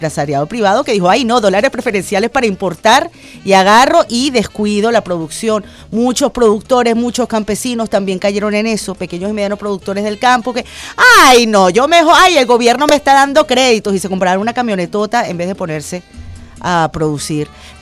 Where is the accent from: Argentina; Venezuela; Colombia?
Venezuela; todos los venezolanos, en el fondo todos los venezolanos, sin distingo de posturas políticas